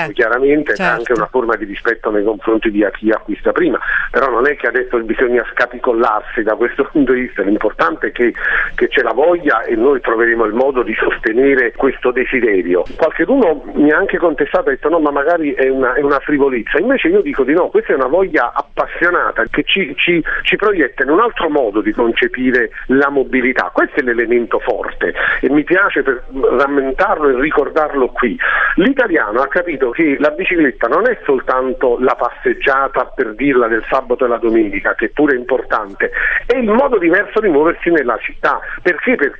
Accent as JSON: {"language": "Italian", "town": "Naples", "region": "Campania", "country": "Italy", "said": "ma di fatto sono napoletano, e quindi quando è il momento andrò al lavoro a Napoli"}